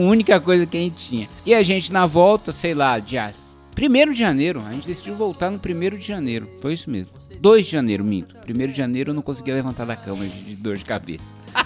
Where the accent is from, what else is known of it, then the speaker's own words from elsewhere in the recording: São Paulo, Brazil; a gente saiu, a gente é de São Paulo, a gente saiu sem essa porcaria desse kit.